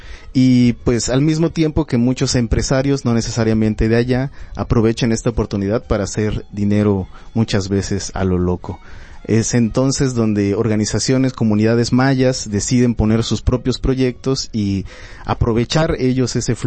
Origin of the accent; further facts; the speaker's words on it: Yucatán Peninsula, Mexico; yo vengo de la tierra del Mayap, ahí en la península de Yucatán